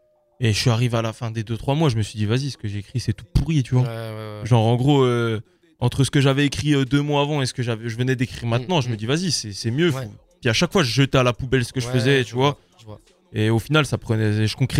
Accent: Cape Verde; Moi, je suis originaire du Cap-Vert.

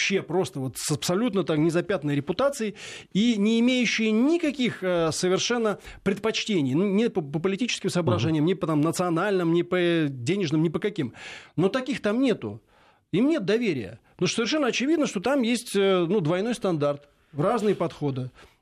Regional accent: Poland; Russian is a second language; я из Польши, как бы, да и вообще мы западные, мы есть западные человеки

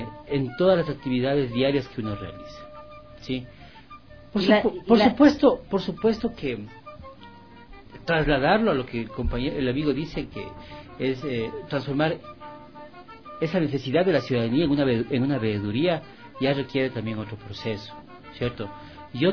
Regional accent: Quito, Pichincha, Ecuador; Yo he nacido aquí nomás en la maternidad y he vivido la mayoría del tiempo de mi vida en el sur. Soy sureño.

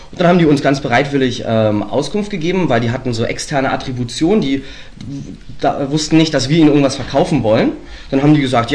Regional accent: Strausberg, Brandenburg, Germany; Wir kommen aus Strausberg. Dem einen oder anderen wird es was sagen.

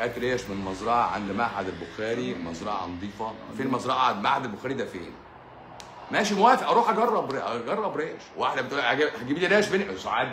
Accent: Egypt; احنا بيت مصري

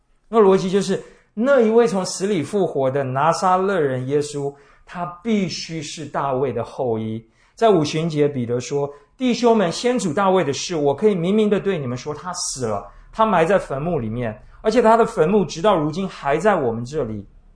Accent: Taiwan; 而对我们台湾人来说

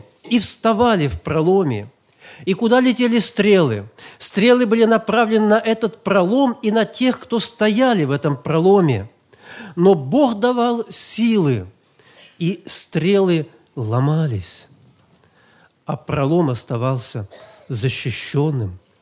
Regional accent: Tomsk, Tomsk Oblast, Russia; в нашем городе, я из Томска, это было в 65-м году

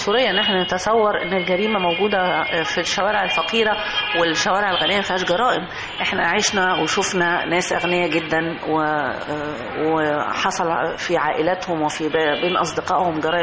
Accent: Egypt; هو طبعا احنا عندنا في مصر مشكله كبيره نامت في السنوات الاخيره

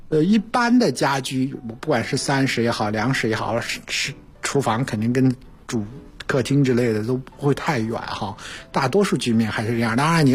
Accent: China; 我们中国人煎炒烹炸咕嘟炖哈

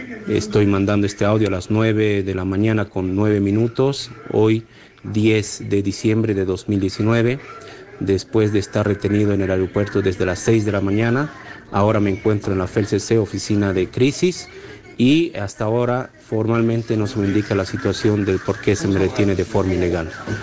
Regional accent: Bolivia; he comprado un vuelo comercial como ciudadano boliviano

